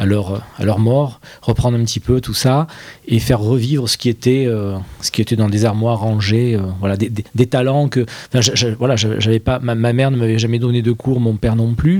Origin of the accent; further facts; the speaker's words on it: Provence-Alpes-Côte d'Azur, France; comme je suis provençal, je faisais du provençal